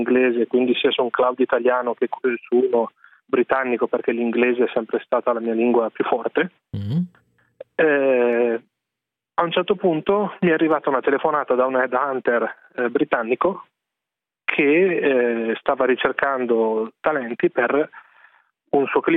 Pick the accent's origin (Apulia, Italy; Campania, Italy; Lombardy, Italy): Lombardy, Italy; Desenzano del Garda; Da uno dei posti più belli d'Italia. Veniamo dal Lago di Garda.